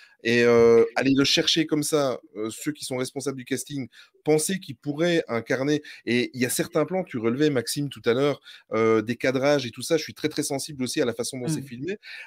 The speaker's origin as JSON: {"language": "French", "country": "Belgium", "said": "je parle le français, même si je suis belge"}